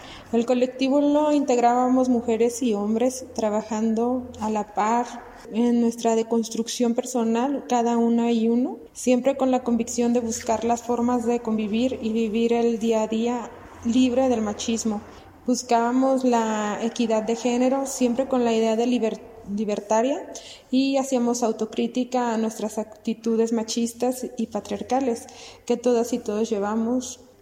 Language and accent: Spanish; Guadalajara, Jalisco, Mexico; Yo soy de Guadalajara